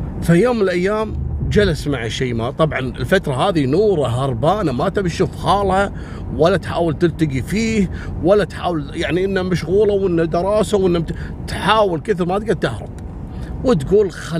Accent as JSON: {"language": "Arabic", "country": "Kuwait", "said": "ترى موجودة عندنا في الكويت إلى الآن موجودة"}